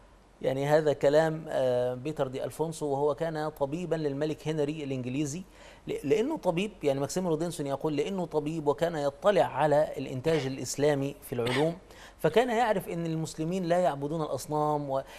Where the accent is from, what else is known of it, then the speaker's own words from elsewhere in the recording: Egypt; يعني نحن عندنا في مصر